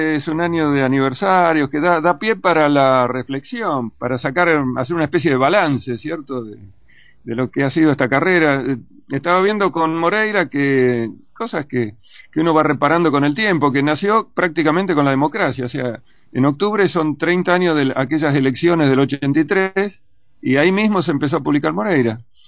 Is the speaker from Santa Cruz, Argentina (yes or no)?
no; Villa Ramallo, Buenos Aires Province, Argentina; moved away as an adult; now in Buenos Aires, Argentina; Yo vivía, nací y me crié en Villa Ramallo, a 200 y pico de kilómetros de Buenos Aires, y no, de chico no conocí Buenos Aires. Para mí la ciudad era Rosario. Entonces, a los 18 me vengo para Buenos Aires